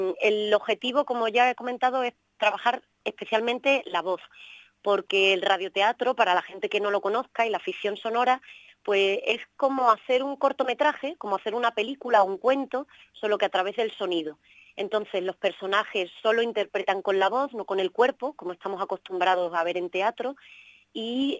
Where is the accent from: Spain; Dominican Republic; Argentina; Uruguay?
Spain; Extremadura; yo, por mi acento lo veréis, soy extremeña